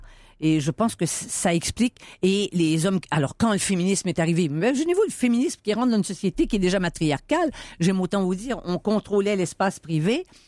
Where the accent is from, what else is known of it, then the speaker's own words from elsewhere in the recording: Quebec, Canada; accent: joual; first language joual; parce que je viens pas de ce monde-là. Et ma première langue, c'était le joual.